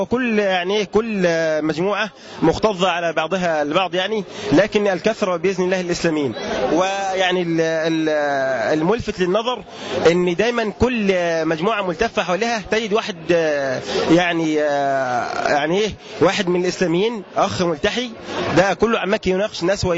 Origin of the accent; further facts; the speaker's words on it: Asyut, Asyut Governorate, Egypt; حفظة أسيوط.